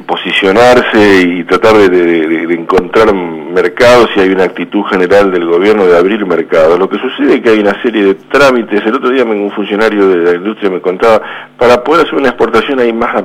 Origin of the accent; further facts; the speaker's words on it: Argentina; porque somos argentinos y damos vuelta